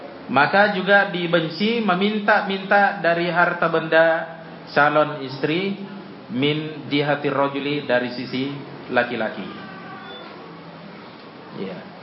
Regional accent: Tanrutedo, South Sulawesi, Indonesia; Seperti di kampung saya di Sidrap ya, kampung saya namanya Tanrutedo.

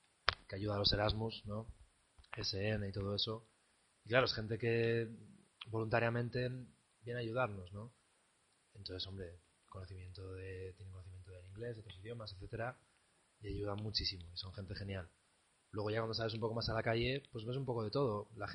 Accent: Spain; yo soy español

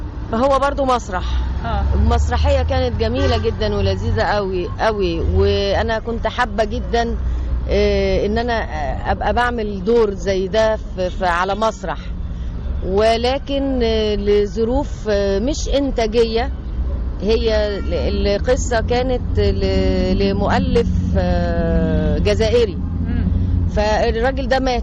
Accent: Egypt; احنا لو كمصريين نبدأ كده يبقى عندنا ثقافة ان احنا ما نرميش القمامة بتاعتنا في اي حتة

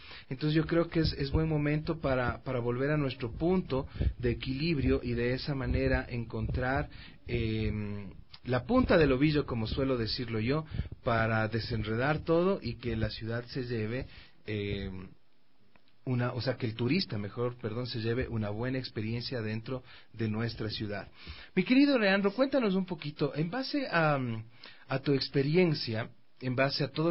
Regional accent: Quito, Pichincha, Ecuador; como ciudad, como quiteño, como empresario, como consumidor también de los servicios

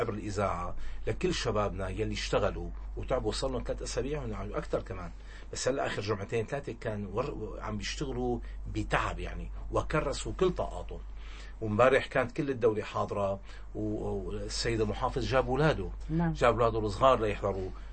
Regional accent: Syria; أنا سوري وابن هالبلد وأفتخر بأني سوري

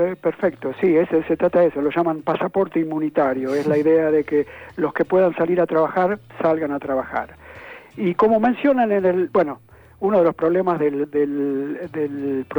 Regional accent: Argentina; Honestamente, como argentino

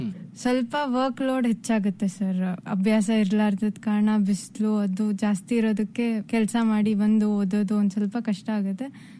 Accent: Lingsugur, Karnataka, India; ನಾನು ಲಿಂಗ್ಸೂರಿಂದ ಬಂದಿದ್ದೀನಿ, ರಾಯಚೂರು ಡಿಸ್ಟಿಕ್.

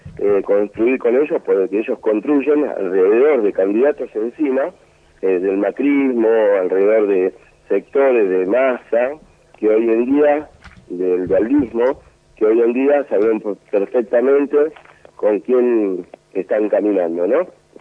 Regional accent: Argentina; Y es una vergüenza como argentinos que andemos llorando al imperio para poder pagarle.

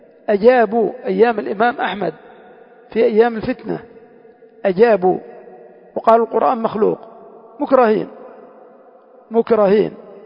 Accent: Yemen; بعض المسجونين عندنا في اليمن

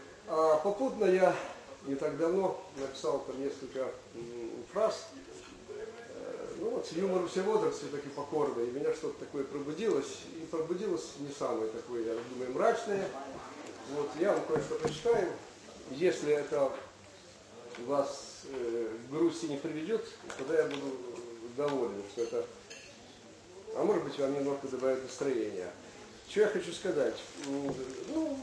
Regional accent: Lyman, Donetsk Oblast, Ukraine; По тем временам для пацана из Красного Лимана, я родом отсюда, коренной донбассовец, это был неслыханный успех.

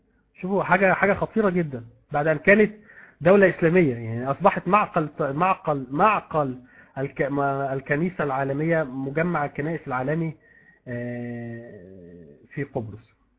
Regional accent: Egypt; عندنا في مصر هنا

